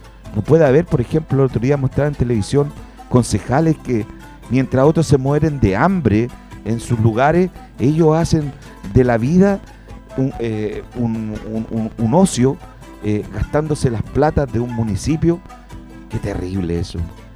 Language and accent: Spanish; Puente Alto, Santiago Metropolitan Region, Chile; a mi país también, y a mi tierra, y a mi Puente Alto.